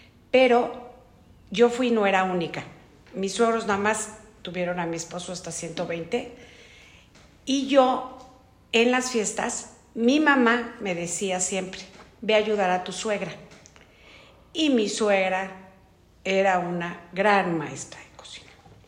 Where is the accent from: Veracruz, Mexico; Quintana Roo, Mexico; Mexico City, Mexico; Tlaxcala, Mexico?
Mexico City, Mexico; born there; casada con … Nací en la Ciudad de México el 31 de enero de 1960.